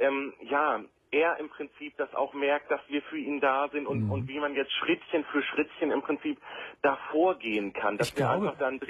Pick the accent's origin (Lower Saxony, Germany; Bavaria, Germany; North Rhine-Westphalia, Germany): Lower Saxony, Germany; Hanover; wir kommen aus Hannover.